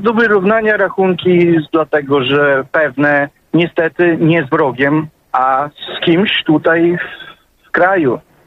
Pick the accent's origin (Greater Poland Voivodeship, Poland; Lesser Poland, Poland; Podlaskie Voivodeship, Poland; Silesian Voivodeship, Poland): Podlaskie Voivodeship, Poland; Białystok; moved away; jestem z Białegostoku